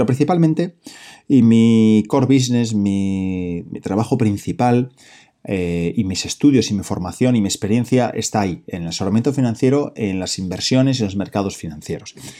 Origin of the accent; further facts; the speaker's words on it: Oviedo, Asturias, Spain; soy de Oviedo, soy de Asturias, soy asesor financiero independiente